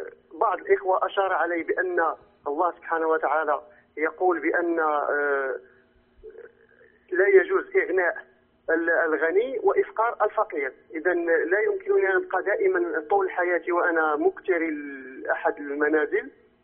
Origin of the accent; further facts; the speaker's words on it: Morocco; أنا من المغرب وجميع البنوك لدينا بنوك ربوية، ليست هناك بنوك إسلامية